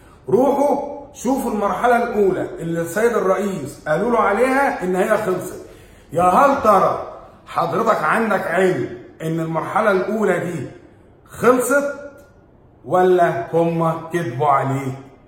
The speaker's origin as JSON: {"language": "Arabic", "country": "Egypt", "said": "اهم حاجه بالنسبه لنا احنا كمصريين كلمه الشعب"}